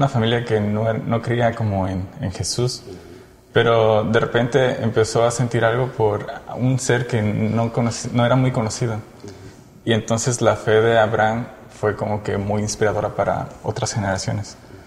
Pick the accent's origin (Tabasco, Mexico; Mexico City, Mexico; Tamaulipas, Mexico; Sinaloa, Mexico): Tabasco, Mexico; Villahermosa; vengo de Villahermosa, Tabasco y también estudio medicina en el cuarto año de medicina.